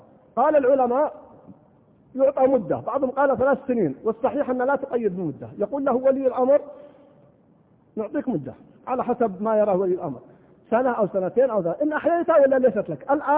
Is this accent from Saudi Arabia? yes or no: yes; Al-Qassim, Saudi Arabia; طبعا عندنا في القصيم أنا ما أدري هو موجود في بعض المناطق أو لا